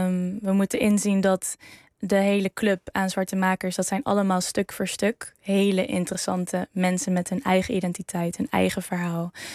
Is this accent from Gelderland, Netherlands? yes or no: yes; Arnhem, Gelderland, Netherlands; Ik kom uit Arnhem-Zuid. Opgegroeid met mijn moeder en mijn oudere broer. Wij komen wel uit een ja, wat minder bevoorrecht gezin.